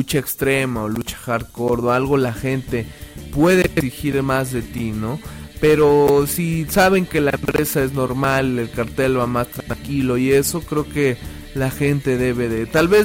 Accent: Tulancingo, Hidalgo, Mexico; Soy un hidalguense, orgullosamente tulancinguense, hidalguense.

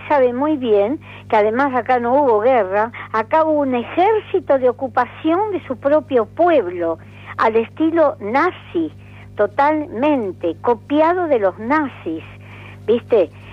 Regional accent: Argentina; Me sentí como argentina.

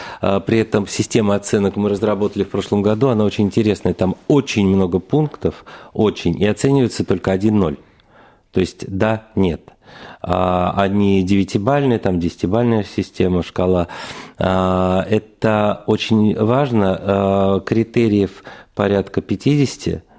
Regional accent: Moscow, Russia; На мой взгляд, даже намного лучше московских, многих. Это я вот говорю как москвич

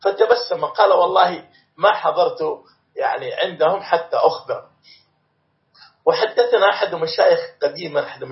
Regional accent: Morocco; في بلادنا المغرب

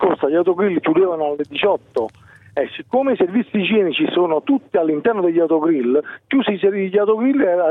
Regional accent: Campania, Italy; also born or lived in Potenza; Sono campano, sono vissuto a Potenza per tanti anni e mi trovo a Montenegro di Bisaccia da una decina.

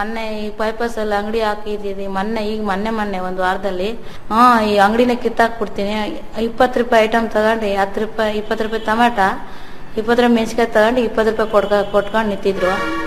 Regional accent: Santhekadur, Karnataka, India; ಮೂಲ ಸಂತೆ ಕೊಡೋರೆ ತಾಯಿ ಮನೆ ಊರು.

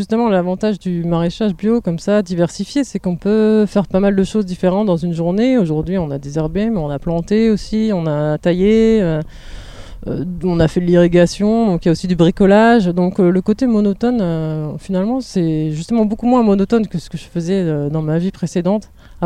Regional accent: Hauts-de-France, France; Alors moi je viens du Nord et je suis montée à Paris pour faire mes études après le bac

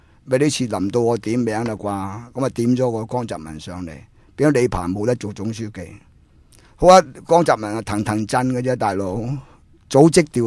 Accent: Hong Kong; 譬如我哋香港人或者要提出意见，我哋可以

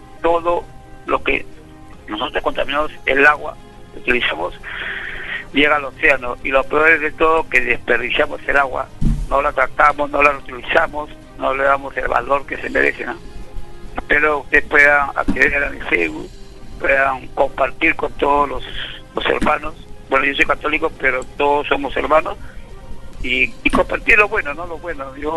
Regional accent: Lima, Peru; Y nosotros, como limeños que somos, que vivimos en las ciudades

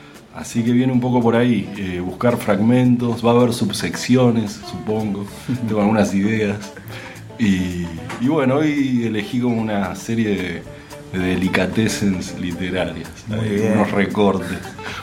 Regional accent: Lomas, Buenos Aires, Argentina; Yo me crié en Lomas, en un barrio parecido, con calles de adoquines, muy tranquilo.

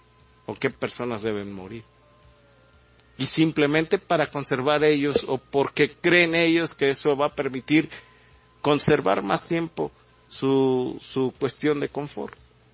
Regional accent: Mexico; están sacando la cara por sobrevivir como mexicanos con nuestros ideales, con nuestras costumbres

